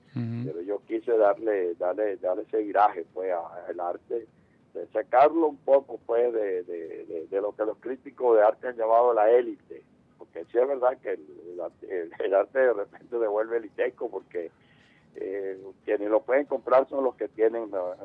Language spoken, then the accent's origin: Spanish; Caripito, Monagas, Venezuela; en el pueblo donde yo nací, en Caripito, en el estado Monagas.